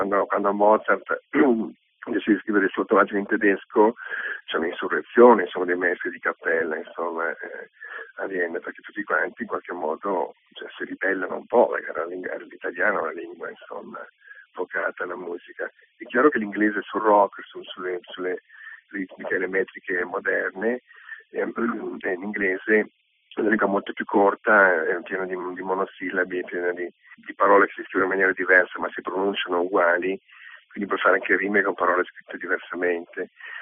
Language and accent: Italian; Veneto, Italy; perché io sono veneto, scrivessi in Veneto avrei un sacco di tronche